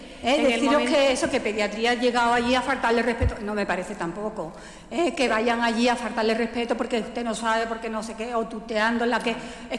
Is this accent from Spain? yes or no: yes; Málaga, Andalusia, Spain; Yo soy de Málaga y en Málaga también existe el problema